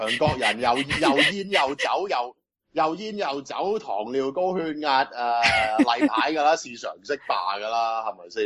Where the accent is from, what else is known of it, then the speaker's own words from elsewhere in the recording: Hong Kong; 以前細個喺香港睇醫生嗰陣咧